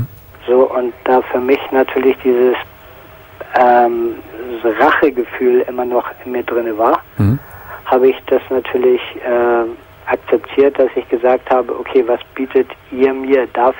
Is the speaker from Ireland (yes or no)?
yes; Ireland; now in Germany; Aber ich bin Ire.